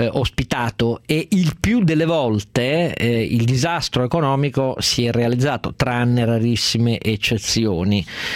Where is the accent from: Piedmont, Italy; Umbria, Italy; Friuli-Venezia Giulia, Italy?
Piedmont, Italy; Turin; io sono torinese, piemontese